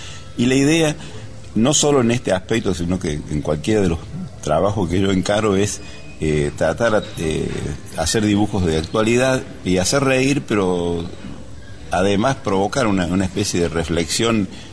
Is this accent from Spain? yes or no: no; La Carlota, Córdoba, Argentina; Yo soy de La Carlota. Y después me fui a Río Cuarto para trabajar en Diario Puntal